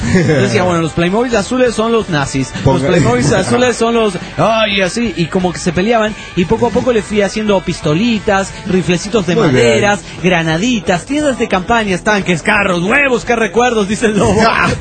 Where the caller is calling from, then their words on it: Oregon, United States; de Oregon, USA.